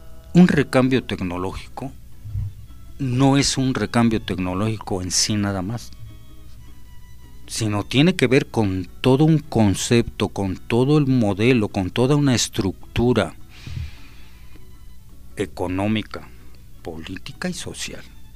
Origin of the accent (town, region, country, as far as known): Mexico